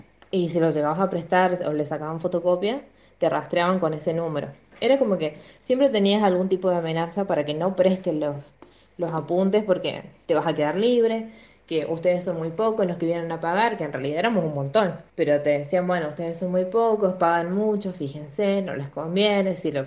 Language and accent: Spanish; San Luis, Argentina; now in Córdoba, Argentina; Bueno, soy de San Luis, pero vivo en Córdoba.